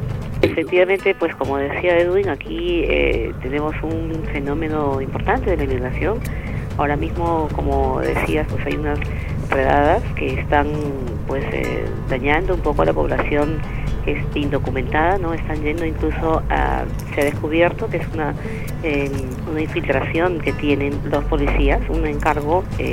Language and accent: Spanish; Peru; now in Spain; yo también como periodista peruana, pues es difícil y ejercer como periodista y extranjera en un país aquí